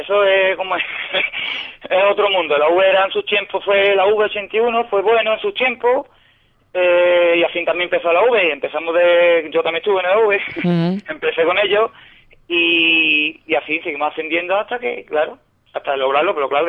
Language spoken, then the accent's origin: Spanish; Benaocaz, Andalusia, Spain; la mayoría de nosotros sí somos de aquí de Benahoká.